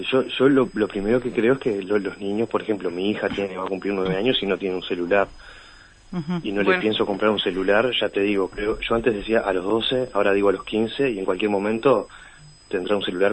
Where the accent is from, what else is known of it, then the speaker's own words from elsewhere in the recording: Montevideo, Uruguay; accent: Río de la Plata; tiene el tono de voz de acá, del Río de la Plata. O sea, que habla con no nuestro acento.